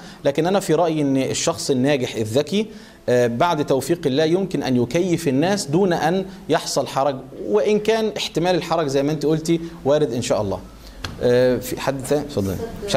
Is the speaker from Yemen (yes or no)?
no; Egypt; يعني مثلا احنا عندنا في مصر ممكن الراجل عشان يزوج بنته بيروح يا اما يسرق يا اما ياخد قرض ربوي